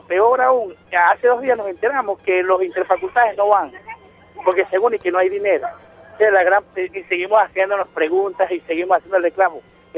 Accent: Mérida, Venezuela; el de los gochos de Mérida, pues yo soy de Mérida.

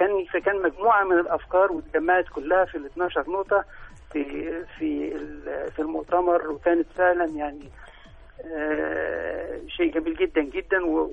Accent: Egypt; وده فعلا المفروض يتعامل عندنا في مصر

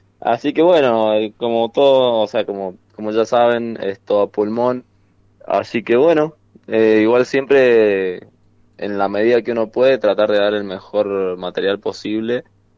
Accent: San Juan, Argentina; yo soy de San Juan, así que vamos a encontrar viejos amigos

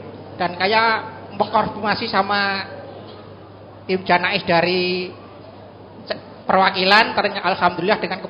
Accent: Purworejo, Central Java, Indonesia; now in Sorong, Indonesia; Oh, jadi saya dari Purworejo, Ustaz.

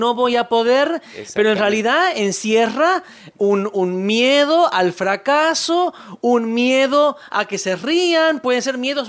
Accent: Buenos Aires, Argentina; Yo me crié, como vos sabes, en Buenos Aires.

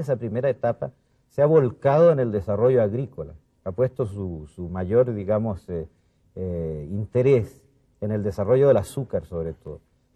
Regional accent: Chile; yo soy el primer chileno que llega como diplomático

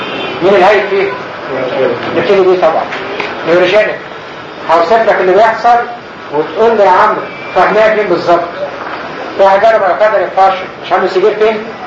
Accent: Egypt; و70% ده فين؟ مش عندنا في مصر

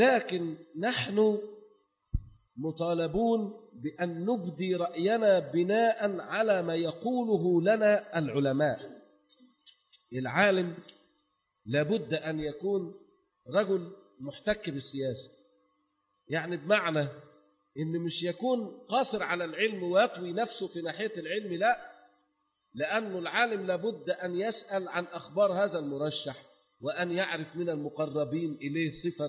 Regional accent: Egypt; احنا بنقول يعني عندنا في مصر مثل زائد يقول احنا بنختار احسن الوحشين

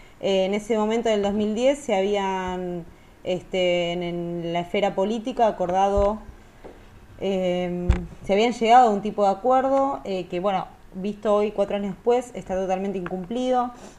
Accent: Buenos Aires, Argentina; born there; Yo nací, quiero decir, nací en zona sur de la Ciudad de Buenos Aires, en Soldati.

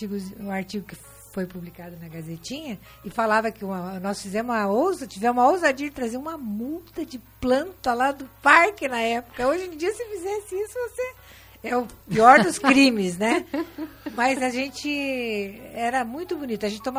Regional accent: Londrina, Paraná, Brazil; born there; now in Foz do Iguaçu, Brazil; Eu nasci em Londrina, no Paraná, mas eu vim aqui para Foz em 68.

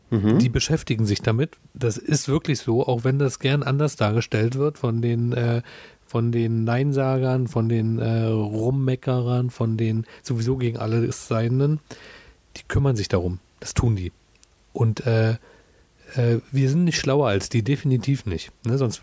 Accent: Germany; Du, ich bin in der DDR groß geworden.

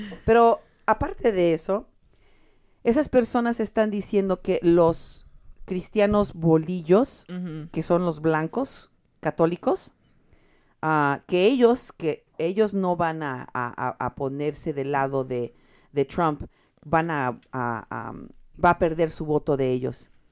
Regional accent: Mexico; now in United States; la mayoría de los católicos de este país somos mexicanos, no bolillos.

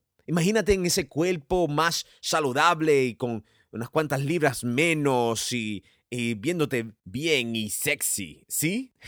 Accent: New York, United States; Yo nací y fui criado en Nueva York y es mi ciudad

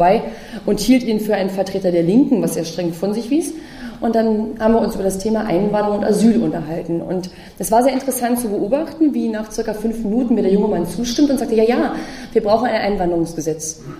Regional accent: Bergkamen, North Rhine-Westphalia, Germany; also born or lived in Brandenburg; Ich komme aus zwei Kohleregionen. Ich bin aufgewachsen in Brandenburg, da gab es die Braunkohle. Und am Nordostrand des Ruhrgebietes in Bergkamen, wenn Ihnen das was sagt, bin ich groß geworden.

